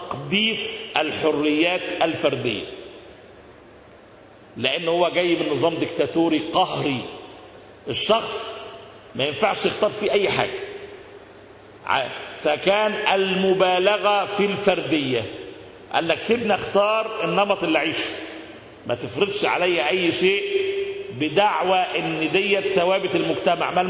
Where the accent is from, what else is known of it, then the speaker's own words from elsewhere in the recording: Egypt; اللي ممكن تشبهه عندنا في مصر بعصر